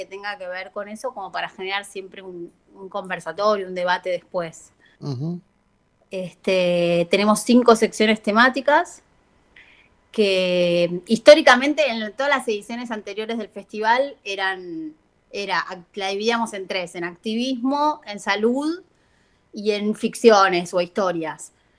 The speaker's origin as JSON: {"language": "Spanish", "country": "Argentina", "said": "los dos directores somos argentinos"}